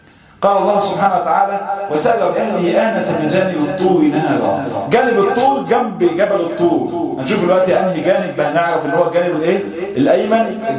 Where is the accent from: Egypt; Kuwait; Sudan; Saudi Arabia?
Egypt; ويعني احنا كثير من اهل مصر لم يرى ذلك.